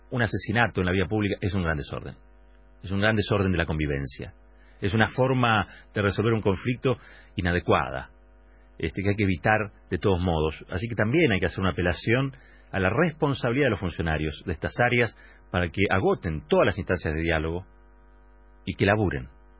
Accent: Argentina; Somos todos los argentinos, no solamente aquellos que están haciendo un corte o protestando por algo.

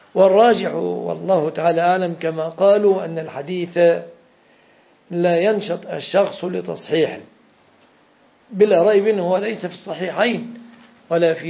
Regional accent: Jordan; كانوا يمرون بها على بلادي الأردن.

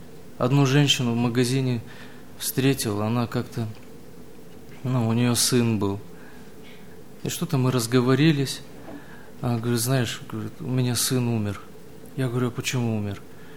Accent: Dushanbe, Tajikistan; also born or lived in Samarkand, Uzbekistan / Naberezhnye Chelny, Russia; now in Russia; Родился я в Самарканде, это Узбекистан. Через несколько месяцев меня перевезли в Таджикистан, это город Душанбе. Прожил я там несколько лет, меня опять увезли уже в набережные Челны.

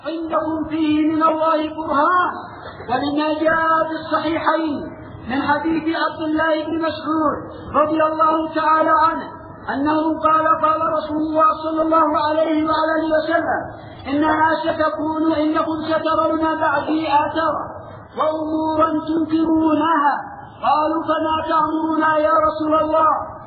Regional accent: Yemen; انظروا دعوة الشيعة عندنا باليمن

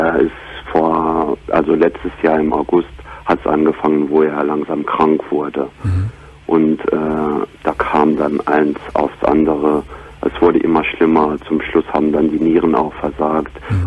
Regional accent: Grand Est, France; Weil ich Franzose bin.

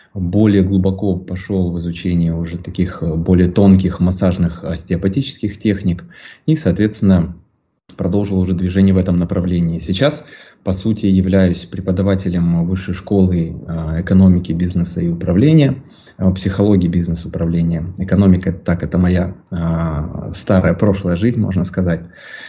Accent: Ukraine; соответственно, родом я из Украины, мне 33.

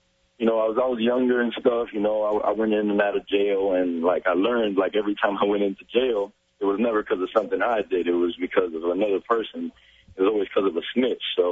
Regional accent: Miami, Florida, United States; I'm still from Miami, man.

